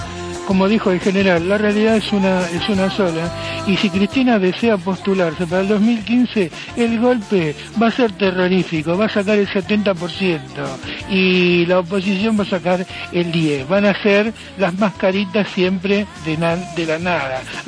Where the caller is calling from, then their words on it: Boedo, Buenos Aires, Argentina; de Boedo.